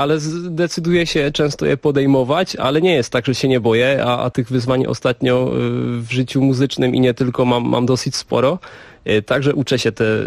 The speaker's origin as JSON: {"language": "Polish", "country": "Czechia", "said": "bo tutaj te korzenie jakby no jednak mam z większości polskie. Myślę, że mogę siebie zdefiniować jako Polaka z Czech."}